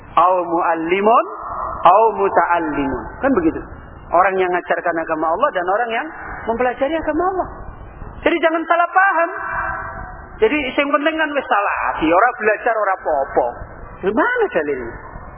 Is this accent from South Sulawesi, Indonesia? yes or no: no; Jepara, Central Java, Indonesia; now in Semarang, Indonesia; Kalau pulang kampung, saya dulu di Jepara. Dari Semarang itu naik sepeda ngondel ke Jepara sana.